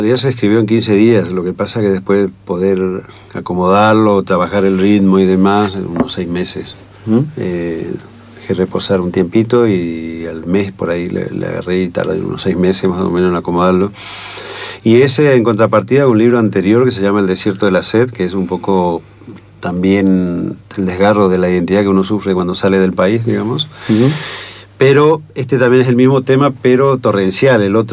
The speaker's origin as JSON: {"language": "Spanish", "country": "Argentina", "moved": "yes", "said": "en mi caso particular, que me fui de Argentina porque quise, por un exilio, voluntario"}